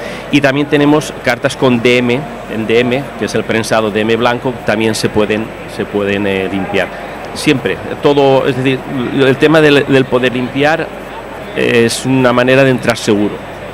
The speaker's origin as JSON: {"language": "Spanish", "town": "Alcoy", "region": "Valencian Community", "country": "Spain", "moved": "yes", "lives_now": "Barcelona, Spain", "said": "yo vivo en Barcelona, yo soy de Alcoy, pero me fui hace unos años para allí"}